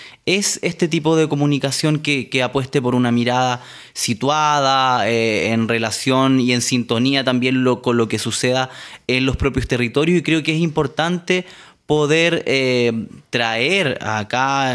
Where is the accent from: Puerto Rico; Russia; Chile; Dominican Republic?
Chile; Araucanía; soy comunicador, periodista, provengo de Chile, del sur del territorio, particularmente lo que hoy es denominada la región de la Araucanía, pero bajo la mirada del pueblo nación mapuche es el territorio mapuche